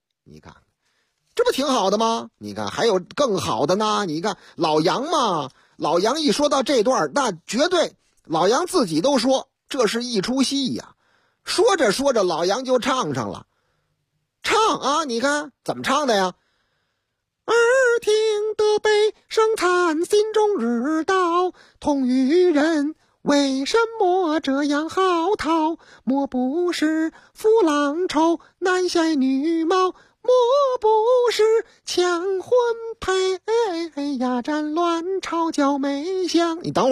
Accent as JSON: {"language": "Chinese", "town": "Shuiduizi", "region": "Beijing", "country": "China", "tie": "born or raised there", "said": "我的老家水对子。读错了啊，我知道，我们老家人都管这个地方叫水堆子，朝阳那边吗？团结湖边上吗？啊，对了，水堆子。"}